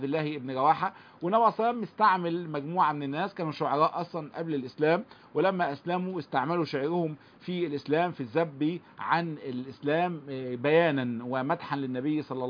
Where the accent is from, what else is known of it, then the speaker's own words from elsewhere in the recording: Egypt; اللي هو المثل اللي عندنا في مصر